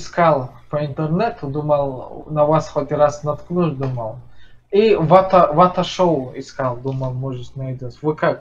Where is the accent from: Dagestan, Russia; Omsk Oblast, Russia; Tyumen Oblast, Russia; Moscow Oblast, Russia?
Dagestan, Russia; Я из Дагестана